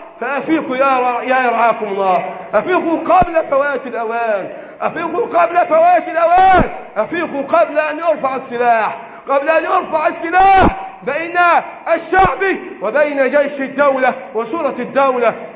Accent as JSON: {"language": "Arabic", "country": "Egypt", "said": "اللهم احفظ بلدنا مصر من الفتن ما ظهر منها وما بطن"}